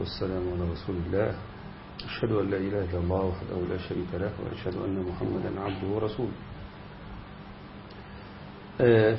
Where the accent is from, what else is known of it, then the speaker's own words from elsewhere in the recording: Egypt; والجماعة اللي عندنا في مصر هنا وما أكثرهم